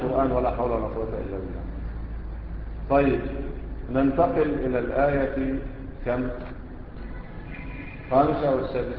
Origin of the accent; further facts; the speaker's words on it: Egypt; احنا كمصريين بتعمل ايه؟